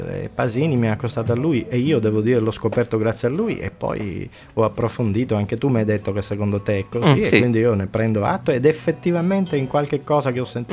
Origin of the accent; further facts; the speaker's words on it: Sicily, Italy; la terra un po' forse c'entra, essendo siciliani entrambi